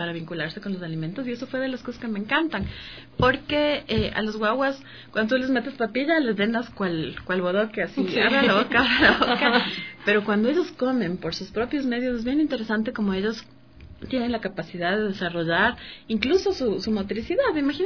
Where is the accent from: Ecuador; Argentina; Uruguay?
Ecuador; born there; es de India. Yo nací en Ecuador, pero tengo un papá que sigue una filosofía de India y es por eso que tengo este nombre.